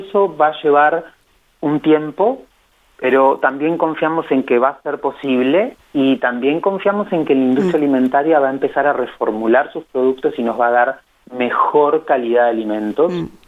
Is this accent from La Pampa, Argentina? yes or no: yes; Santa Rosa, La Pampa, Argentina; Yo soy de Santa Rosa también